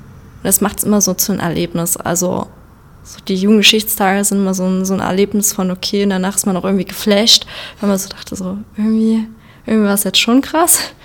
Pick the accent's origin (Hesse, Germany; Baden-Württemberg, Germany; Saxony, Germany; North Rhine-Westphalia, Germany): Saxony, Germany; Zwickau; now in Dresden, Germany; Ich lebe jetzt zwar in Dresden, komme aber aus Zwickau. Und trotzdem würde ich noch sagen, dass Zwickau meine Heimat ist